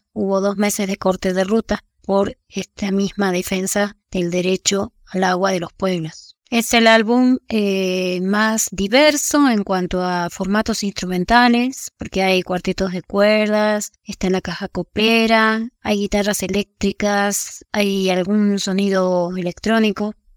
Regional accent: La Plata, Buenos Aires Province, Argentina; born there; moved away; conocí cuando viví en La Plata. Yo nací en La Plata, pero vivo aquí desde el año 97.

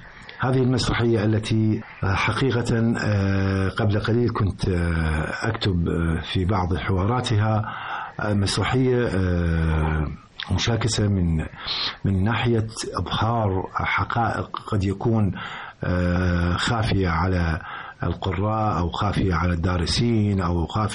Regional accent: Libya; الآن على سبيل المثال عندنا في ليبيا

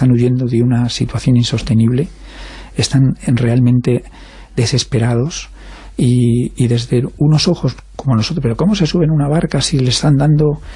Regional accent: Galicia, Spain; moved away; como gallegos hemos tenido que salir

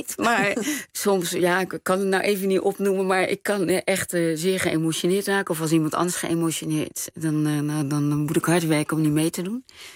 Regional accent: Rotterdam, South Holland, Netherlands; En ik kom uit Rotterdam, Nederland. Dus ik heb geen exotische internationale naam.

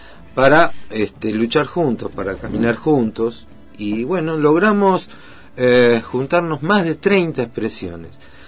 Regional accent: Bahía Blanca, Buenos Aires Province, Argentina; moved away as an adult; now in Mar del Plata, Argentina; De Bahía Blanca, la capital del básquetbol.

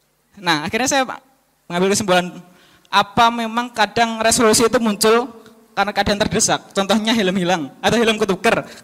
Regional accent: Madiun, East Java, Indonesia; asalnya dari Madiun.

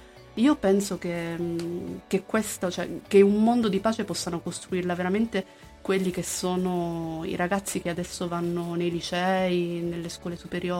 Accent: Calabria, Italy; io sono calabrese

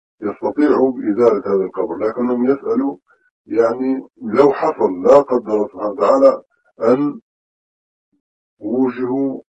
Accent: Libya; عندنا في ليبيا

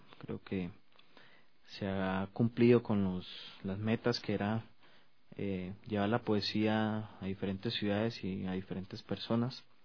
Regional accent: Bucaramanga, Santander, Colombia; De Colombia, de Bucaramanga, Colombia, sí.

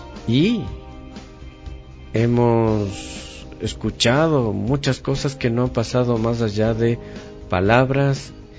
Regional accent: Ecuador; No somos los ecuatorianos.

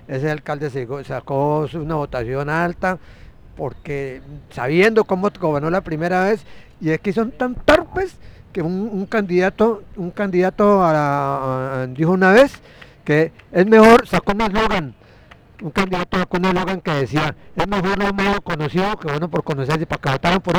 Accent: Cali, Valle del Cauca, Colombia; Es que yo soy caleño, pero es que me duele ahora mi ciudad como está, me duele ahora Colombia como está

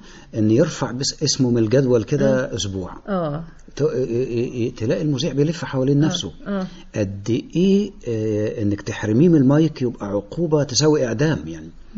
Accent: Sohag, Sohag Governorate, Egypt

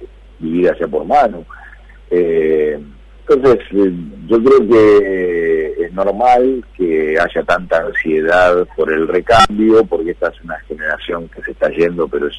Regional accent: Argentina; porque somos argentinos y queremos que en Río tengamos más presencia.

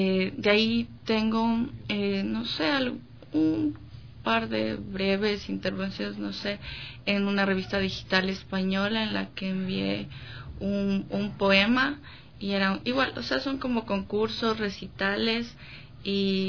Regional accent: Quito, Pichincha, Ecuador; Sí, soy quiteña.

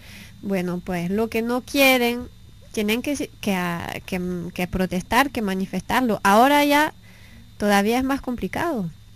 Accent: France; now in Spain; porque yo soy francesa, pero vivo aquí

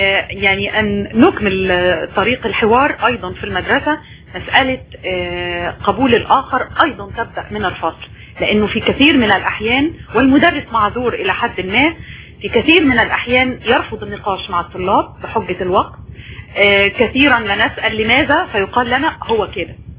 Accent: Egypt; وأنا مواطنة مصرية

